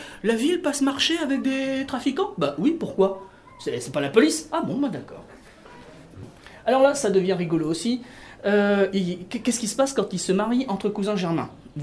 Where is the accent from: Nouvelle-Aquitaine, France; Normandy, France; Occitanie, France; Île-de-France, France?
Normandy, France; je suis de la Manche